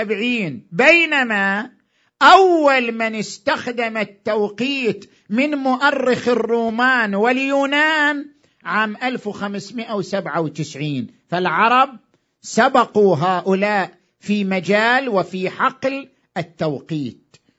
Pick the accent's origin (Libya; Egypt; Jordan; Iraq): Iraq; إحنا كمجتمع عراقي وعندنا تاريخ